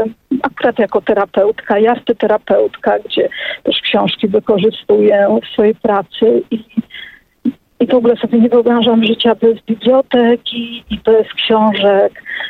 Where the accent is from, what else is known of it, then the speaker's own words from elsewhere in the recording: Warsaw, Masovian Voivodeship, Poland; Ja się też wychowałam na warszawskiej Pradze, urodziłam się na Stalowej, wychowałam się na Brudnie.